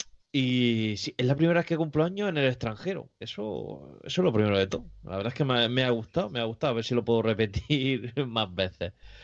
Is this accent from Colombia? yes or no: no; Murcia, Region of Murcia, Spain; como soy de Murcia y aquí nunca yo nieva